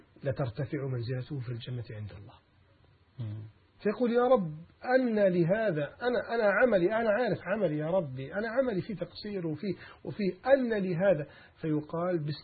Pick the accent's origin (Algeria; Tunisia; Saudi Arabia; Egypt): Egypt; Alexandria, Alexandria Governorate; قد يكون مشهور عندنا في الإسكندرية